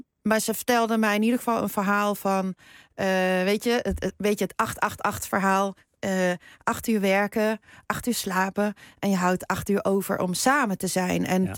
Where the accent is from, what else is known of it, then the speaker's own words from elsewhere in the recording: Netherlands; born there; Ik ben in Nederland geboren